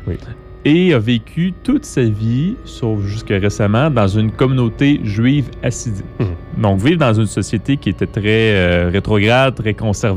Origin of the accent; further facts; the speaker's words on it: Quebec, Canada; parce que je suis un Québécois qui parle français